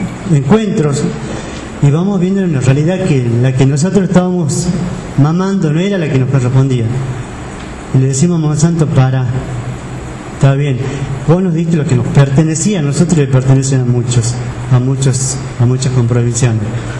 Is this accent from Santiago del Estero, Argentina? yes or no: yes; Santiago del Estero, Argentina; accent: Quichua; quería decir en quichua nuestro dialecto